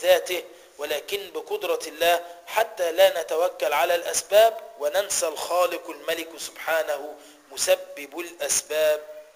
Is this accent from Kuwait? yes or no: no; Egypt; خلينا نتكلم على اللي عندنا في مصر